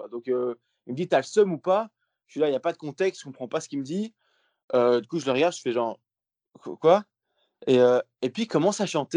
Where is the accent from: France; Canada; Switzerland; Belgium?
Belgium; Rochefort, Wallonia; je Rochefort, et je dis, ouais, je suis belge, en fait, tu vois.